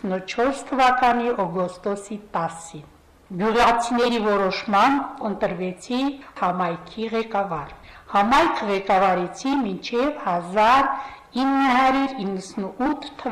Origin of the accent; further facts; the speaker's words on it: Nerkin Horatagh, Nagorno-Karabakh, Azerbaijan; Ծնվել եմ Լեռնային Ղարաբաղի Ինքնավար Հանրապետության Մարտակերտի շրջանի Ներքին Հորաթակ գյուղում։